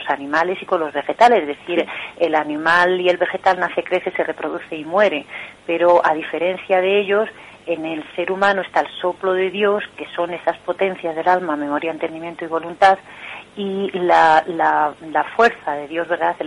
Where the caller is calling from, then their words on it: Madrid, Community of Madrid, Spain; de Madrid.